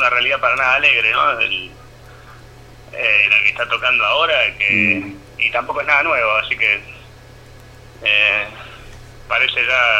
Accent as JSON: {"language": "Spanish", "town": "Las Rosas", "region": "Córdoba", "country": "Argentina", "said": "Nosotros somos de acá, de Las Rosas."}